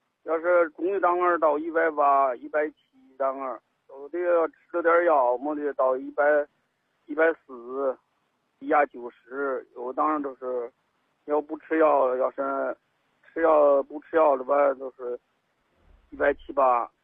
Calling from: Dingxing, Hebei, China; 我是鼎兴县的，保定市鼎兴县。

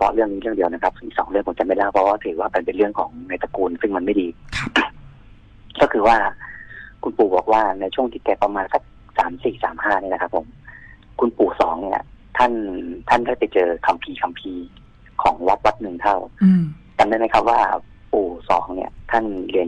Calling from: Nonthaburi, Thailand; ที่บ้านครับจังหวัดนนท์เหมือนเดิมครับ

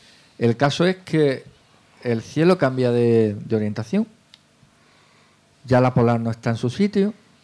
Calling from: Navarre, Spain; de Navarra.

